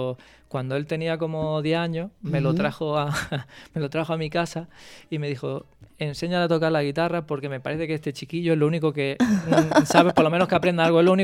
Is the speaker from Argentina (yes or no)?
no; Orcera, Andalusia, Spain; Mi casa siempre va a ser Orcera, ¿no? Mi pueblo